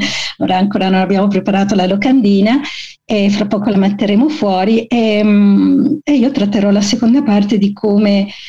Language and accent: Italian; Calabria, Italy; e lo dico con tutto l'affetto del mondo, visto che sono anche calabrese